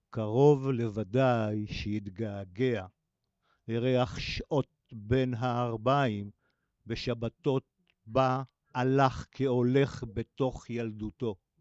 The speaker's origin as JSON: {"language": "Hebrew", "town": "Jerusalem", "region": "Jerusalem District", "country": "Israel", "tie": "born or raised there", "said": "אני אקדים ואומר שגרתי בשכונת קטמון הישנה פה בירושלים, אבל גם נולדתי בה."}